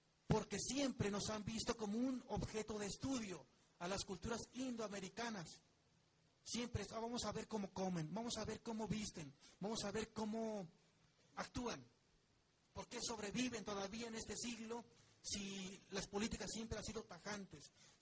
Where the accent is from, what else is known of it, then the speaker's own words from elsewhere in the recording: Mexico; nosotros como mexicanos debemos de conocer mucho más esas lenguas. En mi caso no soy monolingüe o bilingüe en español náhuatl, conozco otras lenguas también.